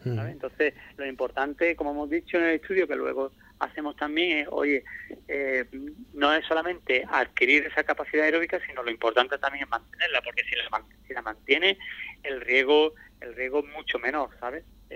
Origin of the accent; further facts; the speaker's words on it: Ubrique, Andalusia, Spain; todavía sigo sensado allí, que yo, aunque vivo fuera, pero a mí me gusta ser de Ubrique y sentirme ubriqueño.